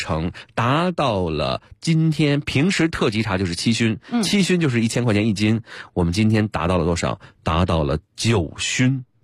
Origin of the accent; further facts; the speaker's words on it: Beijing, China; 这个我北京人